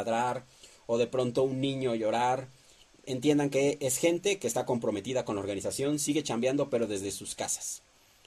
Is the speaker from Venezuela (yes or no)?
no; Mexico; Somos mexicanos y si algo nos caracteriza, que siempre salimos adelante